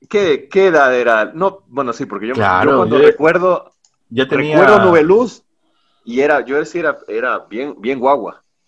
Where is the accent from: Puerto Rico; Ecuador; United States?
Ecuador; Riobamba, Chimborazo; como yo viví en Riobamba, crecí en Riobamba realmente